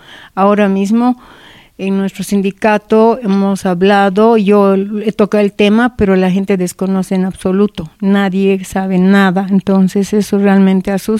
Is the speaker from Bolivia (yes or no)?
yes; Capinota, Cochabamba, Bolivia; Hay en los centros poblados, en los municipios, como en Capinota, por ejemplo, de donde soy, el centro poblado está declarado como mancha urbana.